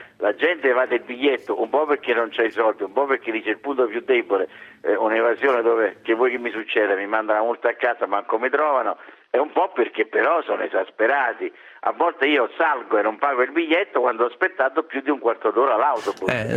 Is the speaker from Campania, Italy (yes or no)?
yes; Salerno, Campania, Italy; born there; A Salerno, perché io sono nato a Salerno e spesso ci torno